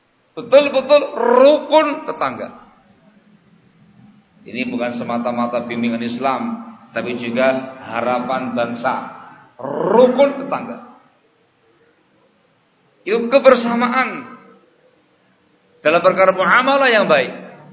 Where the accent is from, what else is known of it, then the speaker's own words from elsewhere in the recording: Java, Indonesia; Saya asli Jawa.